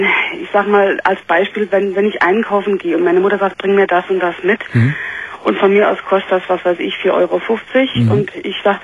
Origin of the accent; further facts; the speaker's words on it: Saarland, Germany; ich komme aus dem Saarland